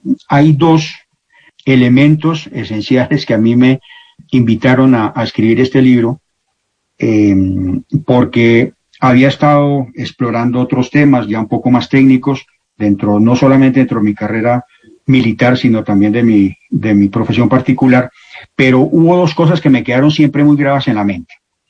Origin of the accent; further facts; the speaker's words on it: Bogotá, Bogotá Capital District, Colombia; que es realmente cuando empieza mi niñez, que la pasé en Bogotá.